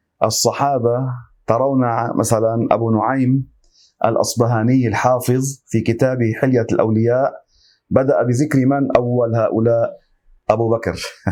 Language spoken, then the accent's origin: Arabic; Lebanon; هكذا معروفة عندنا في لبنان،